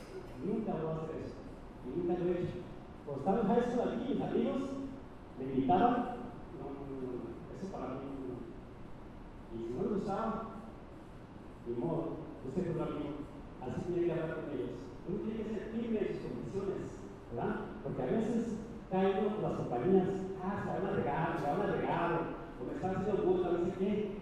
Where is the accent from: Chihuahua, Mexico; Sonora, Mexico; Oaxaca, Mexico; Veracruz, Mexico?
Chihuahua, Mexico; Ciudad Juárez; Porque mi mamá me enseñó de chico en Juárez